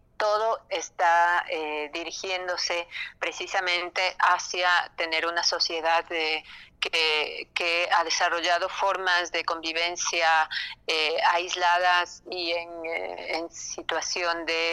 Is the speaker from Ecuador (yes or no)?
yes; Ecuador; las necesidades que tenemos nosotros como ecuatorianos